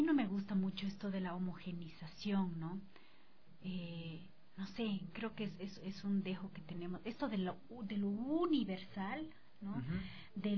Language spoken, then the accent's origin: Spanish; Bolivia; para nosotros como bolivianos